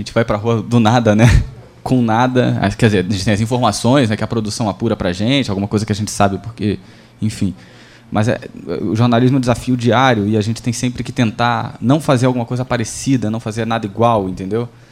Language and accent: Portuguese; Rio de Janeiro, Brazil; Mas, assim, gente, eu sou do Rio, então eu já fiz essas matérias de invadir morro, tiroteio.